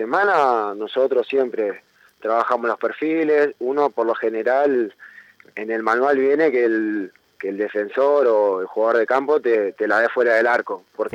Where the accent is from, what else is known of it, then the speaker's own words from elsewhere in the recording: José C. Paz, Buenos Aires Province, Argentina; yo soy de José C. Paz